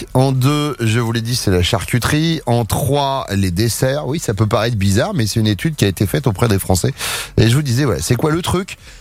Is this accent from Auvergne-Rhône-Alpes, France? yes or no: no; Nouvelle-Aquitaine, France; moi, je suis de Charente-Maritime. Je suis né à côté du bassin de Marino-Liron.